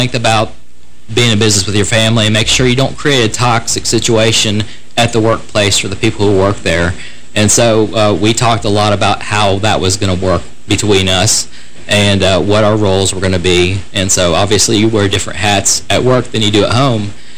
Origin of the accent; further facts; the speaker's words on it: Florida, United States; I'm from Central Florida.